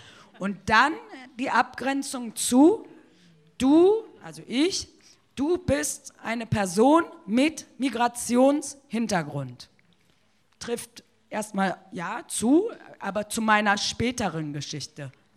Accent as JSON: {"language": "German", "country": "Germany", "said": "Wenn die in Kolumbien mich fragen, wo kommst du her, dann sage ich Deutschland."}